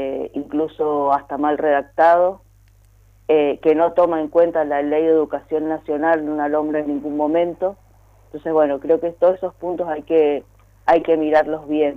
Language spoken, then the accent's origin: Spanish; Mendoza, Argentina; tenemos que salir como pueblo mendocino en su conjunto a rechazarla